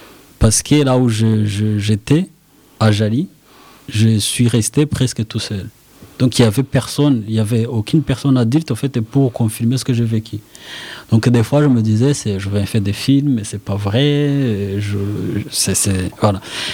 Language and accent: French; Rwanda; moved away; on a quitté le Rwanda. En fait, quand on est au Rwanda, c'est facile de dire « Tel est Hutu, je suis Tutsi » ou tout ça, parce que vous êtes jamais sortis. Mais une fois qu'on part dans un autre pays